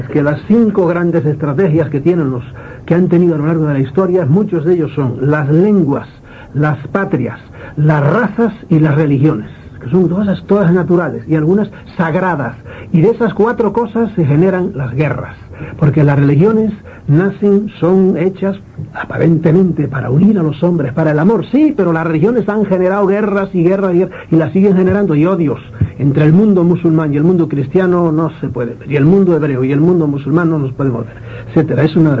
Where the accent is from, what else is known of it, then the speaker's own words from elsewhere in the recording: Galicia, Spain; now in Madrid, Spain; Yo soy gallego y estoy en Madrid, ¿verdad? Y ahora pues soy madrileño, pero sigo siendo gallego